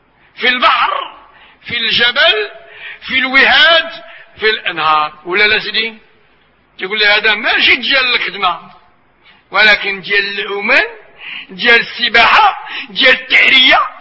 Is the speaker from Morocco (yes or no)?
yes; Marrakesh, Marrakesh-Safi, Morocco; وبصفتنا احنا من مراكش، ومراكش جو صحراوي،